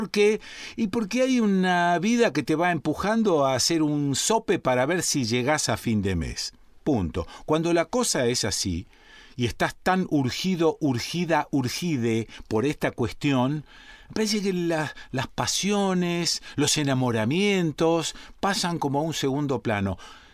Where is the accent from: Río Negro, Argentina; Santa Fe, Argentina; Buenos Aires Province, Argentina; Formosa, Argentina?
Santa Fe, Argentina; Rosario; viste cómo somos los santafesinos y cómo somos los rosarinos. Nunca decimos que somos santafesinos. Siempre decimos que somos rosarinos, como si fuese otra provincia